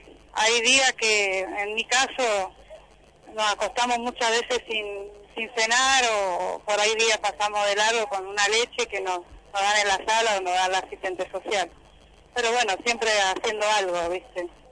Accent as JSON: {"language": "Spanish", "town": "Paso del Rey", "region": "Buenos Aires Province", "country": "Argentina", "said": "De Paso del Rey."}